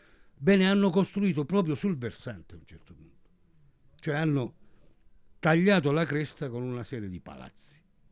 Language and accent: Italian; Strait of Messina, Italy; io sono dello Stretto, ma ho insegnato insegno a Venezia, a Firenze da 31 anni